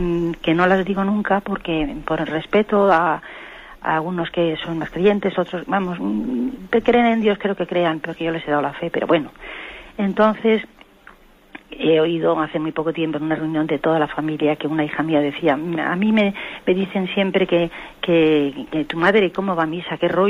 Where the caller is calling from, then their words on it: Madrid, Community of Madrid, Spain; de Madrid.